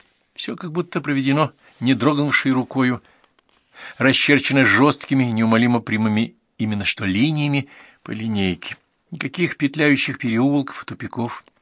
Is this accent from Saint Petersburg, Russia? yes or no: yes; Saint Petersburg, Russia; Я родилась на Васильевском острове и вернулась в 2005 году туда же.